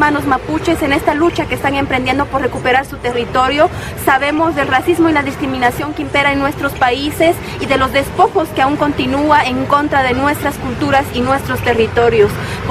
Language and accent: Spanish; Patzún, Chimaltenango, Guatemala; de Patzún Chimaltenango, Guatemala